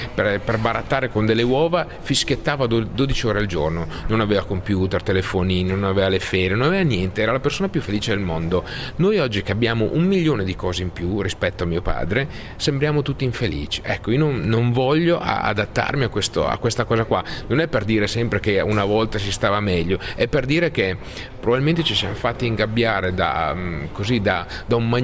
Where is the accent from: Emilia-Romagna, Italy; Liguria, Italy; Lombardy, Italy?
Emilia-Romagna, Italy; forse da buon emiliano cerco di vedere sempre le cose positive, no?